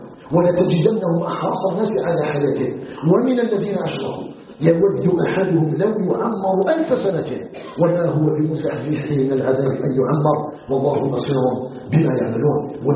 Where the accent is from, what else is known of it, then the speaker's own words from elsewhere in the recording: Algeria; نسأله سبحانه وتعالى أن يجعل بلدنا الجزائر بلدا آمنا مطمئنا وسائر بلاد المسلمين